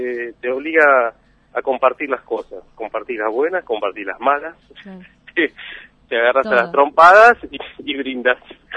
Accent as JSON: {"language": "Spanish", "region": "Buenos Aires", "country": "Argentina", "tie": "born or raised there", "said": "Y yo soy del barrio, soy de Catalinas, viví en Catalinas hasta mis 25 años"}